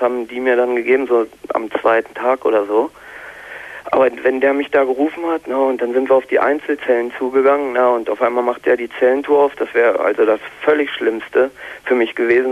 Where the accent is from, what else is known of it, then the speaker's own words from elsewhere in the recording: Germany; Als Deutscher, also als Ausländer, kriegt man das da.